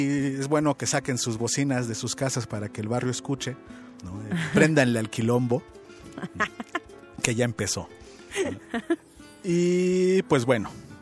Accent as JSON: {"language": "Spanish", "country": "Mexico", "said": "todos somos mexicanos y todos tenemos que celebrar a México"}